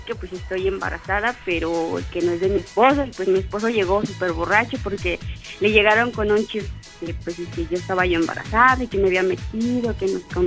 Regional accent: Puebla, Mexico; born there; Soy nacida en Puebla.

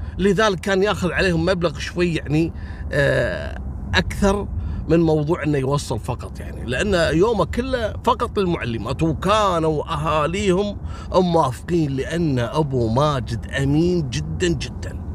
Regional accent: Kuwait; حتى عندنا في الكويت رجل ما يشوف المرأة اللي تقدم لها

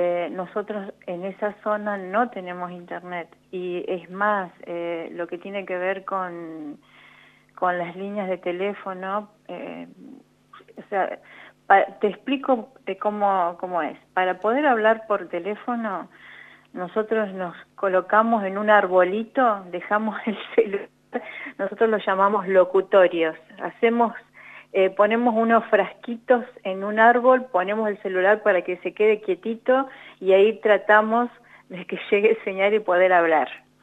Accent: Santa Rosa, La Pampa, Argentina; yo soy de Santa Rosa, entonces yo dije, ¿por qué no en mi zona?

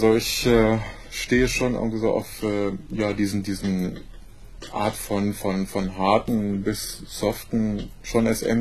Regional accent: Berlin, Germany; Ja, ich komme aus Berlin.

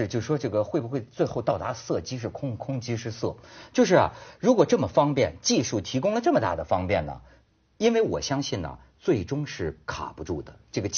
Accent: China; 你知道为什么说现在我们大陆人管挣钱叫抢钱吗？

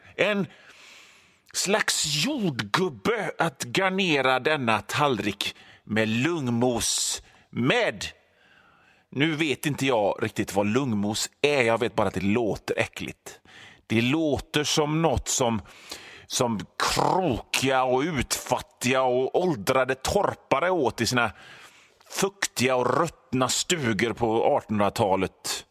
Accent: Västra Bodarne, Västra Götaland County, Sweden; Jag kommer från Västra Bodarne där lungmos är en delikatess som är så gott och som bara serverades när folk gifte sig eller tog studenten eller kom hem från Amerika.

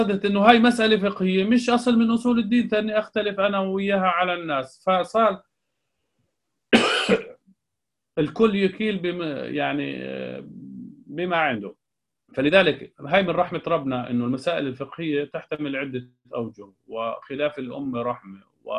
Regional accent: Jordan; يعني قبل فترة عندنا في الأردن

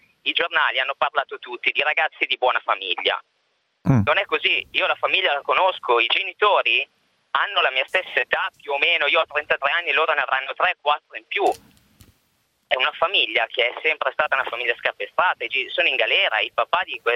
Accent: Mortara, Lombardy, Italy; Io sono di Mortara, che è a 10 km

